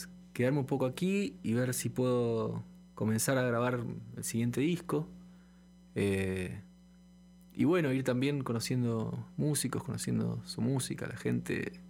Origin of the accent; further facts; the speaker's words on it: Buenos Aires, Argentina; Sí, Buenos Aires.